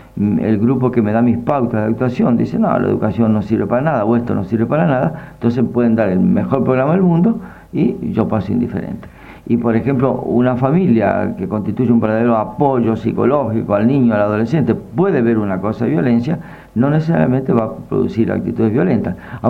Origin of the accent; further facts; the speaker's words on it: Argentina; tenemos que saber los argentinos quiénes somos, porque los latinoamericanos en general y los argentinos en más nivel todavía, somos invertebrados